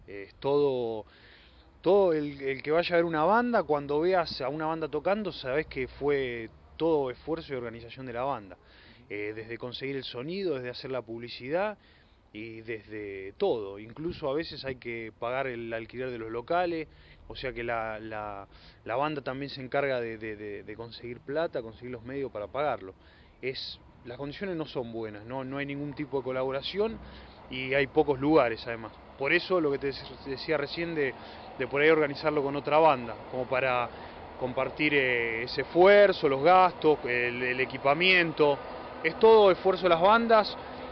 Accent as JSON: {"language": "Spanish", "town": "Merlo", "region": "Buenos Aires Province", "country": "Argentina", "said": "Somos de Merlo, sí. Somos de Merlo todos, pero nos manejamos más que nada por zona oeste."}